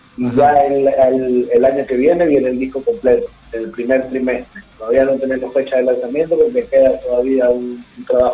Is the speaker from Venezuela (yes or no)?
yes; Venezuela; now in Argentina; Sí, somos de Venezuela. Estamos radicados aquí en Argentina.